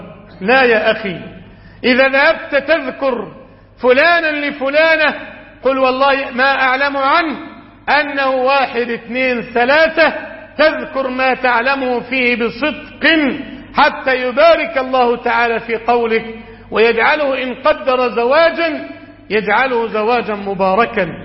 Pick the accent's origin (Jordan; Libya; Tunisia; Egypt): Egypt; بلادنا مصر